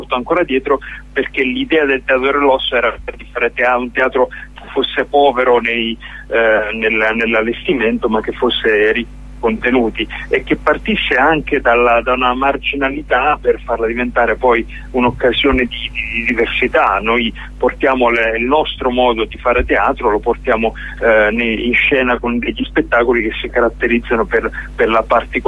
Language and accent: Italian; Lioni, Campania, Italy; moved away; Io sono originario di Lioni, anche se ormai non vivo più lì. Lioni è uno dei comuni come colpiti dal terremoto